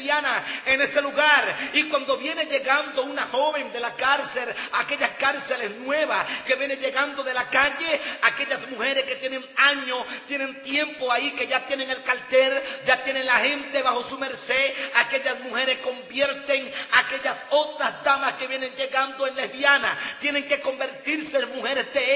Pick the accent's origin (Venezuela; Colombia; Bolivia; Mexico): Venezuela; Yo, de 34 cárceles que he visitado en mi país, gloria al Señor, porque tuve un llamado después de haber salido de libertad hace 7 años, gloria al Señor, que el Señor me hizo un llamado de visitar las cárceles de Venezuela.